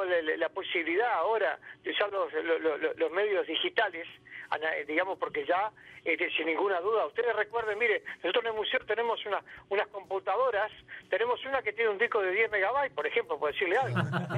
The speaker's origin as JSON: {"language": "Spanish", "country": "Uruguay", "said": "Y bueno, allí arrancamos en el año 1995, donde nuestro país, Uruguay, ganara el décimo lugar en el mundo, ¿verdad?"}